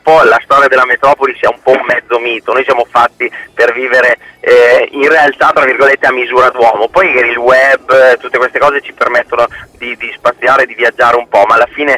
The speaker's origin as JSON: {"language": "Italian", "town": "Piacenza", "region": "Emilia-Romagna", "country": "Italy", "also_born_or_lived": "Milan", "accent": "Piacentino dialect", "said": "io ho scoperto di amare la mia città, la mia terra e così anche la sua lingua, che è il dialetto piacentino"}